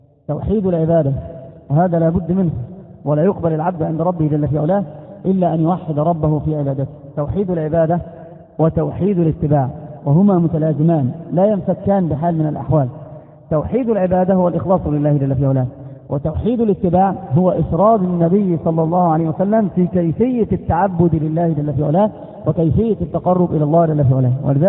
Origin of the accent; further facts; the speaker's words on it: Egypt; كما قالوا عندنا في مصر مثل يقارب هذا المعنى